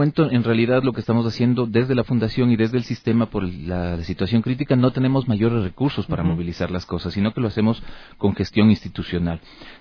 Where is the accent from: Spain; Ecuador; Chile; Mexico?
Ecuador; Quito, Pichincha; la riqueza que tenemos como quiteños y ecuatorianos